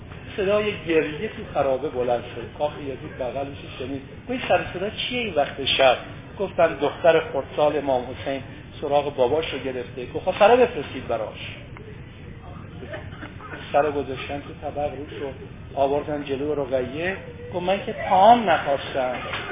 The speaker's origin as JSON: {"language": "Persian", "country": "Iran", "said": "خب شب آخر سال شمسی ما ایرانیام هست"}